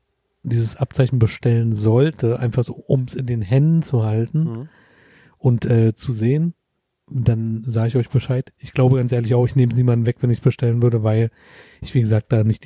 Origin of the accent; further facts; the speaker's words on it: Berlin, Germany; Wir sind Berliner.